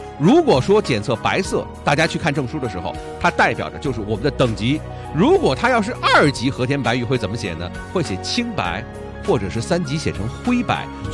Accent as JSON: {"language": "Chinese", "country": "China", "said": "作为一个中国人啊，我们呢家里呢怎么着也得有块玉"}